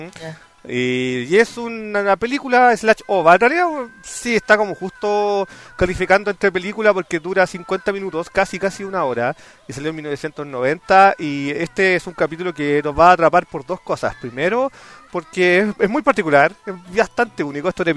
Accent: Chile; Sí, no, y acá como chileno debe ser como algo muy obvio.

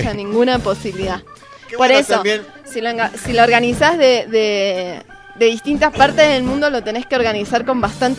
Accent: Argentina; Y estoy muy española y soy argentina.

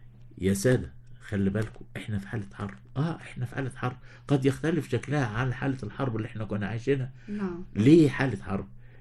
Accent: Egypt; حتى أن يمكن شعورنا كمصريين ككل

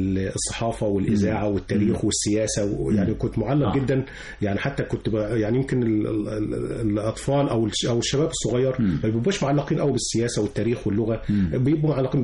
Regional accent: Asyut, Asyut Governorate, Egypt; وأنا من أسيوط.

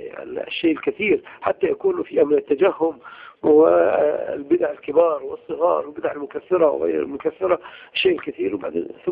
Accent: Egypt; عندنا في مصر التكفير والإخوان

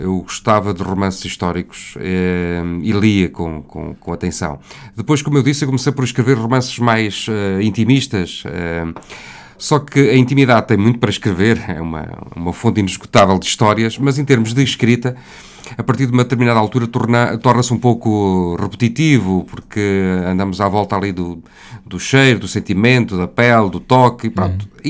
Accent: Covilhã, Castelo Branco, Portugal; Venho da Covilhã e já fui jornalista durante uns anos

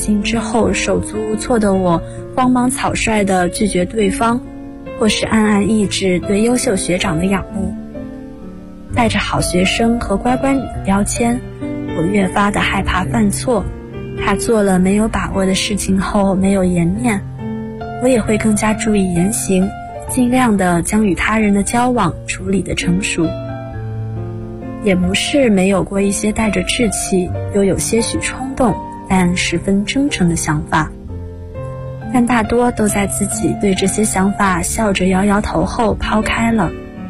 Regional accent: Jiangxi, China; now in Nanjing, China; ，我在南京大学，

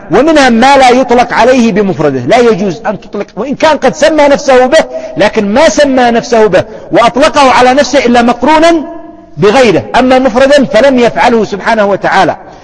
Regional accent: Yemen; على سبيل المثال، شيخ قبيلة عندنا في اليمن

